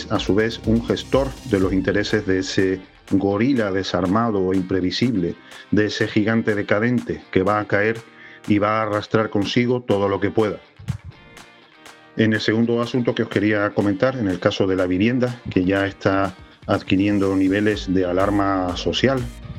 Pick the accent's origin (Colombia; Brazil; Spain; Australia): Spain; nosotros como españoles somos también objetivo y víctima de ese imperialismo decadente.